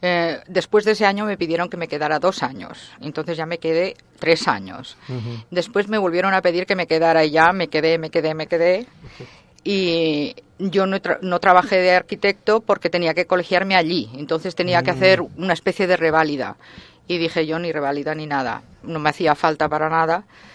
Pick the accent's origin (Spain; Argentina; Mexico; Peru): Spain; Barcelona, Catalonia; En Europa yo me acuerdo de pequeña en la playa, siempre soy de Barcelona y veraneábamos en la playa